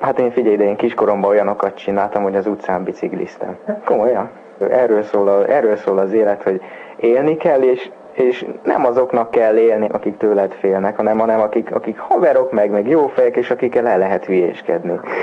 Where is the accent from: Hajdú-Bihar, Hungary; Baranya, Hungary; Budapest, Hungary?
Hajdú-Bihar, Hungary; Debrecen; Tudni kell azt, hogy én debreceni vagyok.